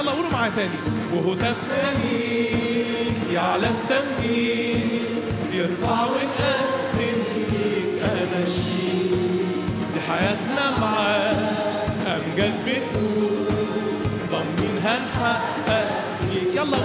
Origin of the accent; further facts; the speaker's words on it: Upper Egypt, Egypt; عارف لما عندنا في الصعيد يقولوا بيقول بالفم المليان، عارفين التعبير ده؟ مش عارفينه؟ احسب يعني، يمكن عشان انا من هناك انتوا من هنا بقى.